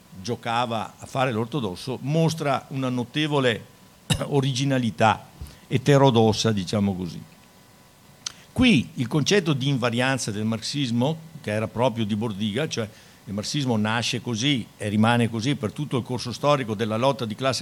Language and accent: Italian; Schio, Veneto, Italy; un compagno di Schio, da cui io vengo, cittadina del Veneto da cui io vengo.